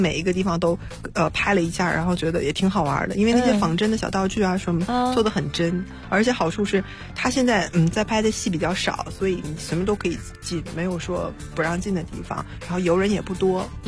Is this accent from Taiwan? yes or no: no; Northeast China, China; 因为我是东北人嘛